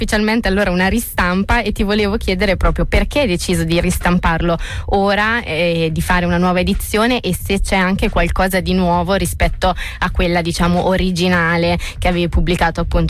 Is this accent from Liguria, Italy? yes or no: no; Senigallia, Marche, Italy; now in Bologna, Italy; sono marchigiana anch'io, di Senigallia, vicino Ancona.